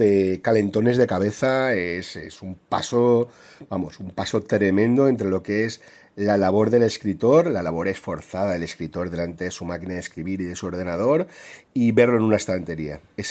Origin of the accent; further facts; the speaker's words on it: Valencia, Valencian Community, Spain; la Semana Santa de mi pueblo marinero, del Grao, del Cabañal, del Cañamelar